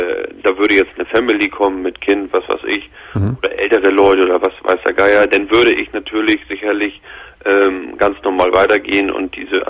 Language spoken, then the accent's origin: German; Hamburg, Germany; ich komme hier aus dem Hamburger Raum.